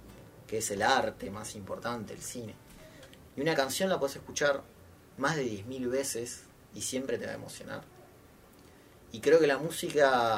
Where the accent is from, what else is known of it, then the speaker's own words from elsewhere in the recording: Mar del Plata, Buenos Aires Province, Argentina; Hay un dicho que dice un músico marplatense, que yo soy de Mar del Plata